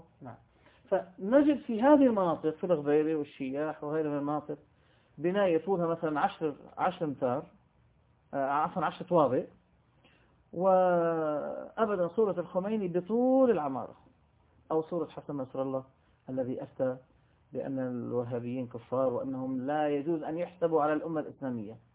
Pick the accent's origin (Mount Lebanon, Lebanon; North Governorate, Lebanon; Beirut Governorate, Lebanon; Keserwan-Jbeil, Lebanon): Beirut Governorate, Lebanon; Beirut; born there; كنت وقتها في منطقة الغبيري، ومنطقة الغبيري في بيروت، يعني أنا ولدت في بيروت في لبنان. منطقة الغبيري هي الوسط، يعني جورة التشيع، يعني وسط المنطقة الشيعية في لبنان. وكنت أعمل هناك في بداية شبابي